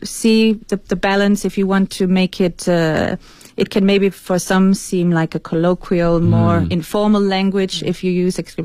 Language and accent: English; Denmark; first language Danish; English is a second language; now in China; because I'm not an English native speaker, as you can probably hear, I also wanted to try and write something in Danish, my mother tongue